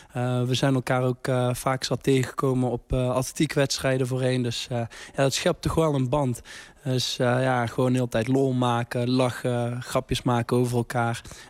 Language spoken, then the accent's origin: Dutch; North Brabant, Netherlands; we komen toevallig allemaal uit Brabant.